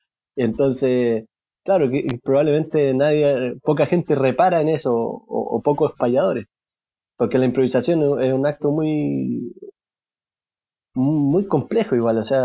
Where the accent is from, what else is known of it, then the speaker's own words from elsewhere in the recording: Chile; si yo aprendí a payar, por ejemplo, en Cuba, y soy chileno